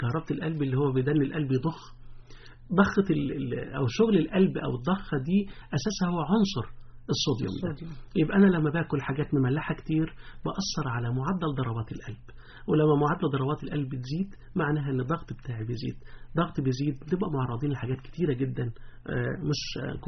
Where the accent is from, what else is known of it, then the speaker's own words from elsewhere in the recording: Egypt; لكن في الغالب كلنا كمصريين بناكلها، حتى لو مش في شم النسيم